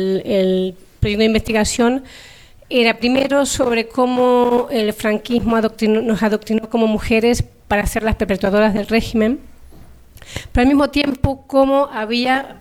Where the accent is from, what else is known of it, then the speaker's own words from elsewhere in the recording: Argentina; yo que soy argentina, cuando llegué o cuando estaba allí, pensaba que en España era todo el mundo heterosexual, casado, con hijos y punto.